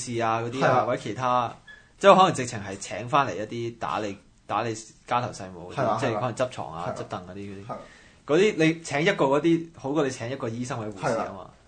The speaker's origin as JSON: {"language": "Cantonese", "country": "Canada", "said": "即我們加拿大人係咁話自己醫療系統幾好啊！"}